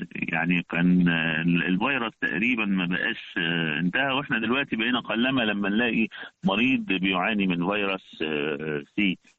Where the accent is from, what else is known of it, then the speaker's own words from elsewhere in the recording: Egypt; عدد المصابين بالفيروس عندنا في مصر